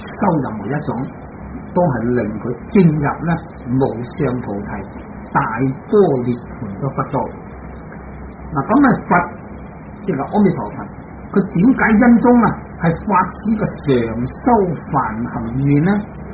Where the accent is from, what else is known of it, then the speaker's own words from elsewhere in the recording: China; 我哋中国人拜佛就舒服啦